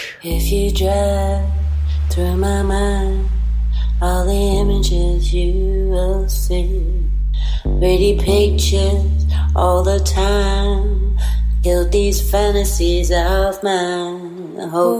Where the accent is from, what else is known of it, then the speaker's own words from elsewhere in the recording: Pomeranian Voivodeship, Poland; wszystkich z mojego rodzinnego miasta, czyli z Trójmiasta.